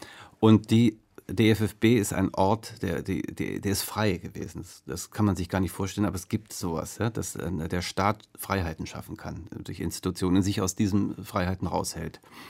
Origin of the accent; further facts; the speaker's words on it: North Rhine-Westphalia, Germany; Der kommt ja auch aus Düsseldorf, Ben Rather, ist bei uns direkt in Fahrradweite von meiner Heimat entfernt.